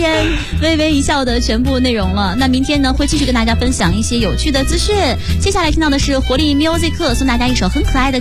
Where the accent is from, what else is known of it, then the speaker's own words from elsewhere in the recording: Shandong, China; 我是山东人嘛，就是从小就是吃黑黑的菜长大的。